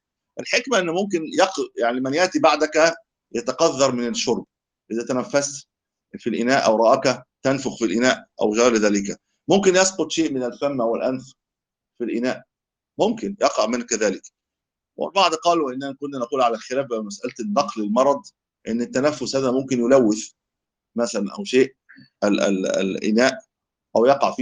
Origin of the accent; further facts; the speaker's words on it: Egypt; إحنا نقول شربة عندنا في مصر.